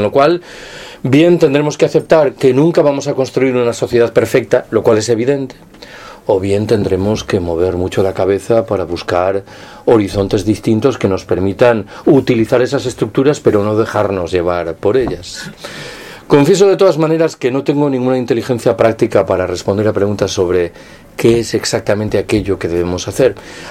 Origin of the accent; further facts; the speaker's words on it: Galicia, Spain; Yo soy gallego, ¿eh? Que nadie se mosquee.